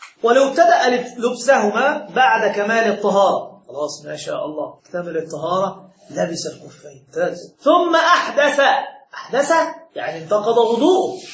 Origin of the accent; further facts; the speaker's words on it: Egypt; المداس مثل الحذاء الذي نلبسه عندنا في مصر،